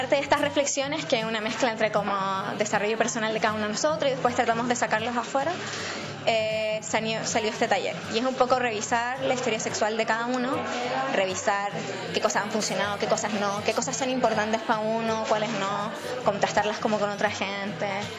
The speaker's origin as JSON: {"language": "Spanish", "town": "Santiago", "region": "Santiago Metropolitan Region", "country": "Chile", "said": "Vengo de Santiago"}